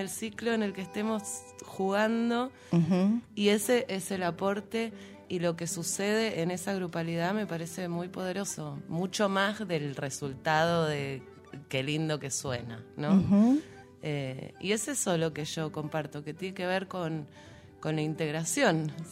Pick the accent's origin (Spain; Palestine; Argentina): Argentina; Buenos Aires; yo soy de Buenos Aires originalmente, vivo acá en el Valle hace unos 7 años, uh-huh, más o menos.